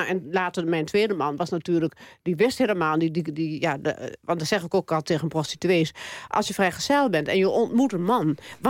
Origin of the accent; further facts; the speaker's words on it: Overijssel, Netherlands; Ik kom uit Twente. Ik ken Amsterdam niet.